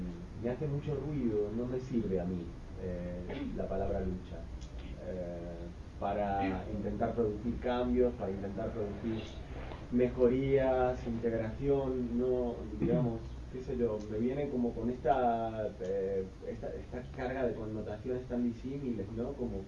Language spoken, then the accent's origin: Spanish; Argentina; soy argentino